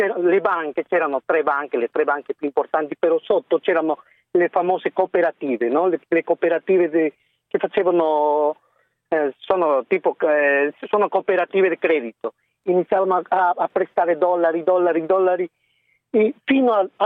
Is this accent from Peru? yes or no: yes; Cusco, Peru; Io vengo dal Perù, da una città dove la cocaina è la più pura al mondo.